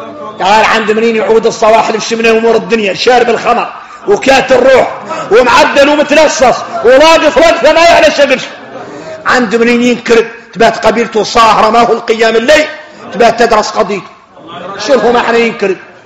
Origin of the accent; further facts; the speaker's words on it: Mauritania; نحن موريتاني.